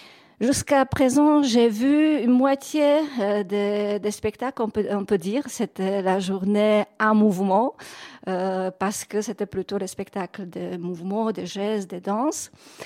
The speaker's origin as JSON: {"language": "French", "region": "Prague", "country": "Czechia", "said": "quand je suis revenue chez moi à Prague"}